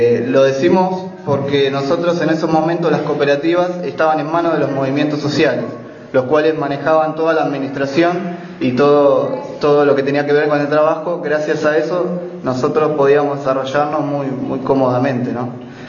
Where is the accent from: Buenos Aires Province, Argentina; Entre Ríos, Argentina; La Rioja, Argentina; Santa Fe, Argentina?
Buenos Aires Province, Argentina; Berisso; Yo soy de Berisso